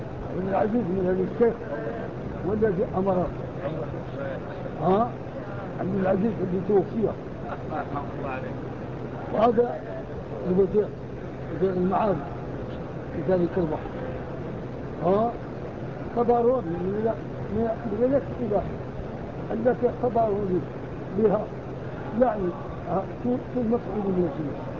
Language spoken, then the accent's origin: Arabic; Morocco; القراءة بالدام عندنا في المغرب في الصحراء